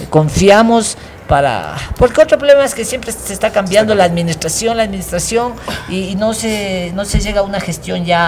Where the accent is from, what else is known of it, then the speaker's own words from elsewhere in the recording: Ecuador; pero acá siendo propio ecuatoriano